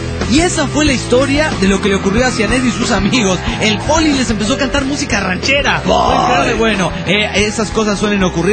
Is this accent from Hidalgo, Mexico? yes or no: no; Mexico City, Mexico; now in Queens, United States; Soy chilango del DF para los de otros países que no sepan lo que es chilango y trabajo en Manhattan y vivo en el Queens, New York, el condado de con más diversidad étnica en los Estados Unidos y tal vez del mundo.